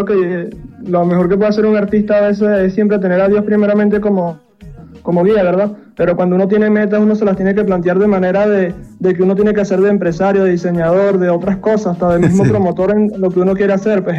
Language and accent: Spanish; Bravo, Lara, Venezuela; todas las personas de mi pueblo, de Bravo … muy orgulloso de mi tierra.